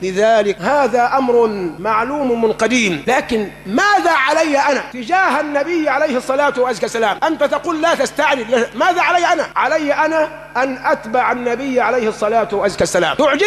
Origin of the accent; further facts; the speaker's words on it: Egypt; وما حدث عندنا في مصر كان من داخل مصر ومن خارج مصر